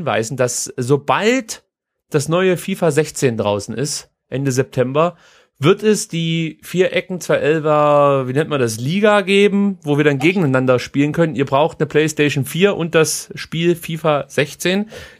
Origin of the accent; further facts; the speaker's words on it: Baden-Württemberg, Germany; da bin ich Schwabe.